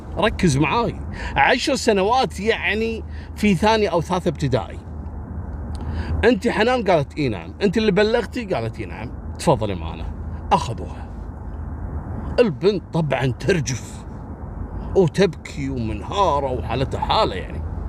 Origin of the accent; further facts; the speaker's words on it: Kuwait; منطقة اسمها صليبية عندنا في الكويت